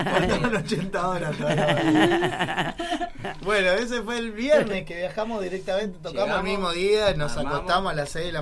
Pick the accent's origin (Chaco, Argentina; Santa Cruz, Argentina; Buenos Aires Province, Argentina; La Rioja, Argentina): Buenos Aires Province, Argentina; Avellaneda; Sí, somos todas de Avellaneda, pero sí.